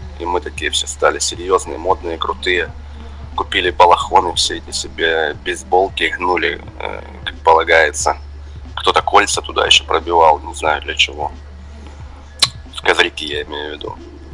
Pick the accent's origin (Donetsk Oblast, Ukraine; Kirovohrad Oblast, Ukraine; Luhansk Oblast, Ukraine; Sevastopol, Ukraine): Donetsk Oblast, Ukraine; Donetsk; also born or lived in Pryvillia; Я больше из Донецка, хотя родился в Луганской области. Ага. Есть такой город Приволье, недалеко от Лисичанска. Ага. Вот я был рожден там. До 5 лет мы там жили, потом переехали уже в Донецкую область.